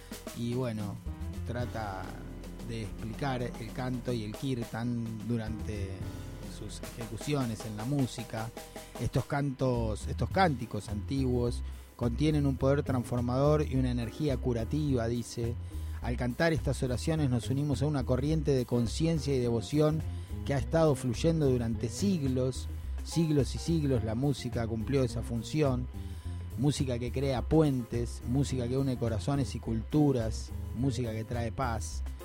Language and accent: Spanish; Argentina; nosotros somos los campeones de todo, por eso somos los argentinos